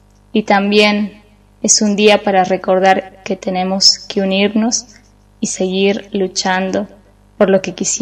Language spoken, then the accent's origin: Spanish; Abrapampa, Jujuy, Argentina; soy de Abrapampa.